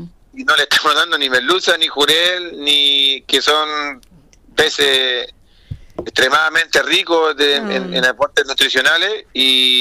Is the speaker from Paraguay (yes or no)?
no; Quintero, Valparaíso, Chile; Yo soy de Quintero